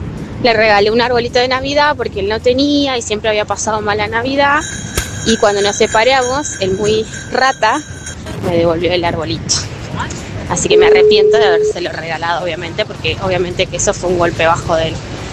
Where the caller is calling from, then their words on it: Salta, Argentina; de Salta.